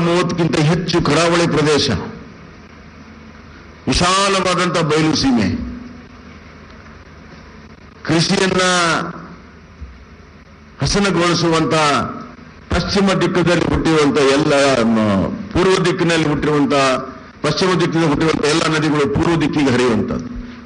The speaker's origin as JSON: {"language": "Kannada", "region": "Karnataka", "country": "India", "said": "ಒಬ್ಬ ಕನ್ನಡಿಗನಾಗಿ ಅದನ್ನು ಚರ್ಚೆ ಮಾಡಬಾರದು."}